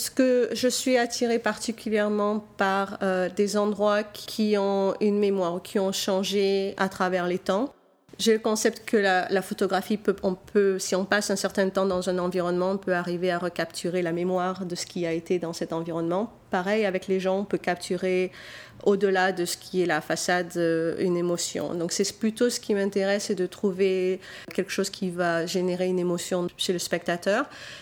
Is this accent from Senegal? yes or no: no; Nice, Provence-Alpes-Côte d'Azur, France; now in United States; j'ai grandi à Nice, en fait, dans les Alpes-Maritimes, dans la montagne, dans un petit village dans l'arrière-pays niçois. Et je suis venue aux États-Unis en 91, donc ça fait plus de 20 ans maintenant que j'habite ici.